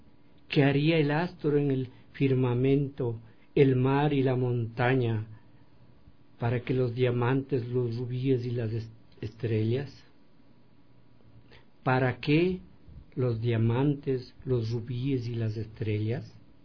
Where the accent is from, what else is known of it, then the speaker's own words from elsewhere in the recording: Quinchucajas, Pichincha, Ecuador; moved away as an adult; also born or lived in Quito; Yo nací en Quinchucajas, entre Uyacachi y Cayambe, que está cerca de Otavalo, de Imbabura, y salí a la escuela a Cayambe y también al Quinche por razones de mi familia, y luego pasé a Quito